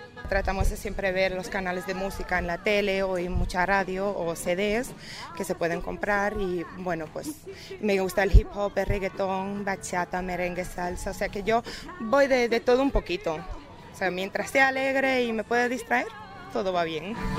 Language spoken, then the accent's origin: Spanish; Germany; Spanish is a second language; tengo 23 años y soy de Alemania.